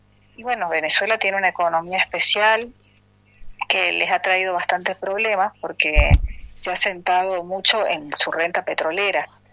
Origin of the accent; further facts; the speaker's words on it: Salta, Argentina; nosotros los salteños sabemos mucho porque venimos de la tierra de Güemes